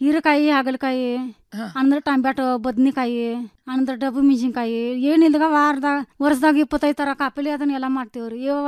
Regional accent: Ramahonnapur, Karnataka, India; born or raised there

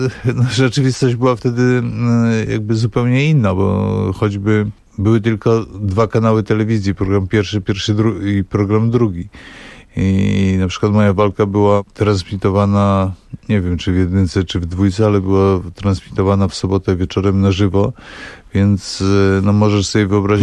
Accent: Bystrzyca Kłodzka, Lower Silesian Voivodeship, Poland; moved away as an adult; also born or lived in Wrocław; now in Warsaw, Poland; ja jestem z Dolnego Śląska, to znaczy urodziłem się we Wrocławiu, natomiast przyznaję się do Bystrzycy Kłodzkiej, bo tam właściwie no, spędziłem wczesną młodość i właściwie no, też kończyłem szkołę podstawową i później ogólniak. I dopiero w 1986 roku przeprowadziłem się do Warszawy ze względu na studia.

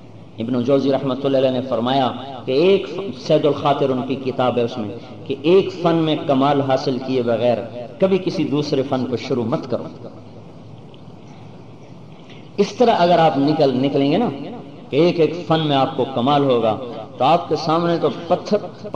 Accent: Multan, Punjab, Pakistan; میں نے کہا پاکستان سے ہوں. پاکستان میں کہاں سے ہیں؟ میں نے کہا ملتان سے ہوں.

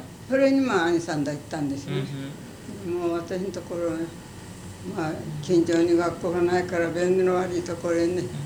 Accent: Kokura, Fukuoka, Japan; 福岡県小倉市で、それから何を、ちょっと田舎の方ですよ。椿市。

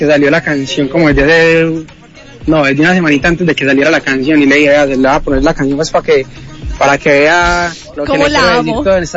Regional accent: Envigado, Antioquia, Colombia; productores de Envigado, de donde yo soy de Envigado.

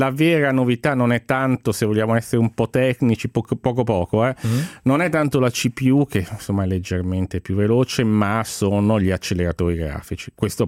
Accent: Genoa, Liguria, Italy; sai anche che sono genovese

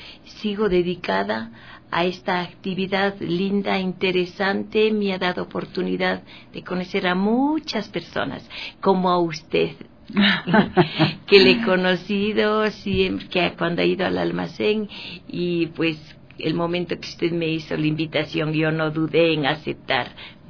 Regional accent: Cuenca, Azuay, Ecuador; me fui a mi tierra y a la ciudad de Cuenca, a Sogues y Cuenca.

